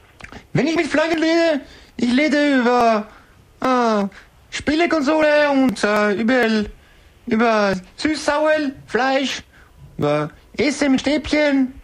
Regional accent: China; German is a second language; Ja, bin Chinese.

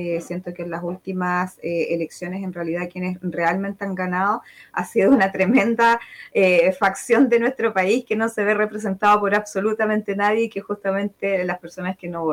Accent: Chile; Como buenos chilenos, toda última hora

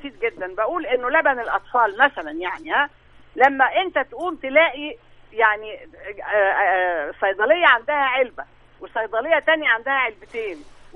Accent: Egypt

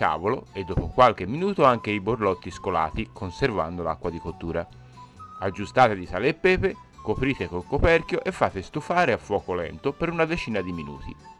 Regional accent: Tuscany, Italy; E da buon toscano vince la seconda.

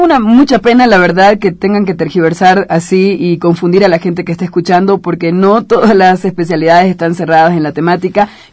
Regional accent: Santa Cruz, Bolivia; Ya que soy cruceña.

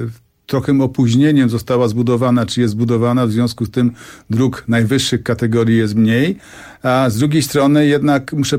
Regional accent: Silesian Voivodeship, Poland; ponieważ jestem ze Śląska, to tytkę też mamy już gotową.

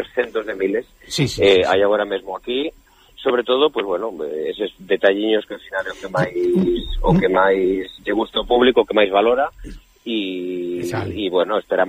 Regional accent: Galicia, Spain; somos galegos para Galicia

